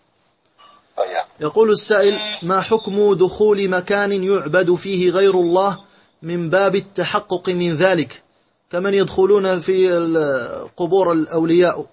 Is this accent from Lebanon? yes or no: no; Morocco; لأنه يكثر عندنا في المغرب الحلف به وحق الله